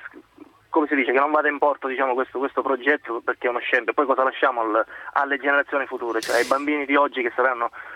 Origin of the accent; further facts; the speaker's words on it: Catania, Sicily, Italy; io sono di Catania, chiamo da Catania